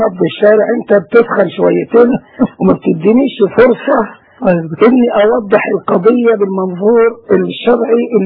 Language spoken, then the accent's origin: Arabic; Egypt; نحن كشعب مصري مسلم